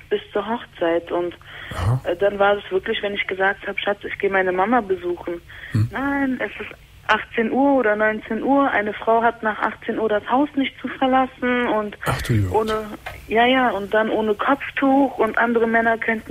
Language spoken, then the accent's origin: German; Berlin, Germany; ich bin ursprünglich Türkin, mhm. aber in Berlin geboren, in Berlin aufgewachsen.